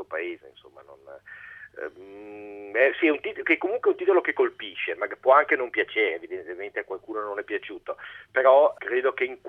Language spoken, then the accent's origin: Italian; Venice, Veneto, Italy; io sono veneziano, e questa è una storia molto veneta